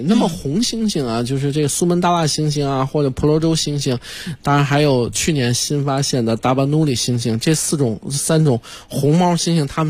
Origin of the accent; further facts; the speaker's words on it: China; 那是我们中国人我们中国老百姓也好啊